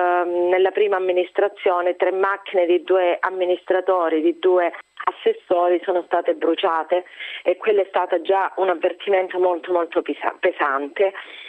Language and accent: Italian; Calabria, Italy; born there; Io sono nata in Calabria, ma per me è solo un caso, avrei potuto essere cittadina di qualsiasi posto d'Italia.